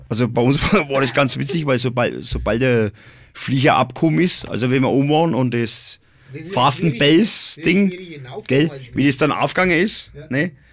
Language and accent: German; Röthenbach an der Pegnitz, Bavaria, Germany; born there; now in Nuremberg, Germany; Ich bin geboren in Rödenbach an der Begnitz.